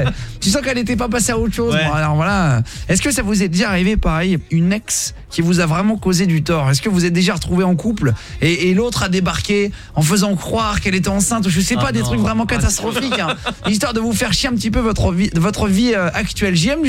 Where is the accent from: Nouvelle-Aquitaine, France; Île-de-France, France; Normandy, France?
Normandy, France; je suis normand.